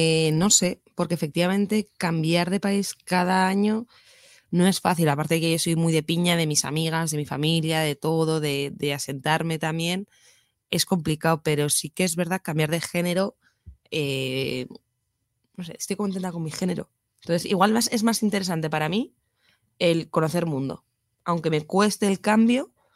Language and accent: Spanish; Pamplona, Navarre, Spain; also born or lived in Irún; now in Madrid, Spain; yo soy de Pamplona, estuve un año en Irún, que hace mis tías y tal, y me venía a Madrid